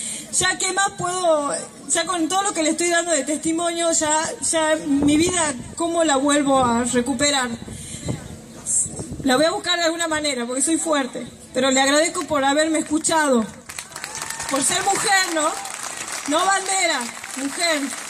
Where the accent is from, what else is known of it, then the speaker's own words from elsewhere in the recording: Tucumán, Argentina; Yo soy de Tucumán, pero viví en Salta.